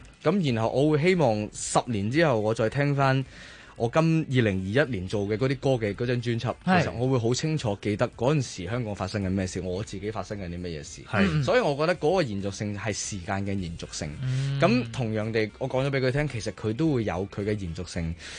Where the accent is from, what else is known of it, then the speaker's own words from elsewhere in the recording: Macau; 我係一個澳門人啦。其實我以前咧真係唔識香港啲地方嘅。